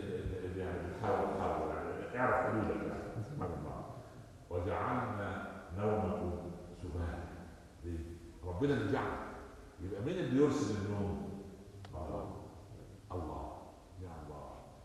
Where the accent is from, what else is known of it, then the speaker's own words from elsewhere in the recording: Upper Egypt, Egypt; عندنا في الصعيد يقول لك ام الطفل كذابه